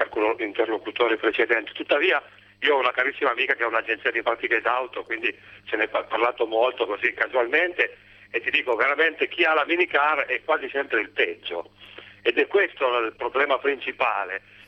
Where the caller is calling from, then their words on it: Turin, Piedmont, Italy; Ciao, sono da Torino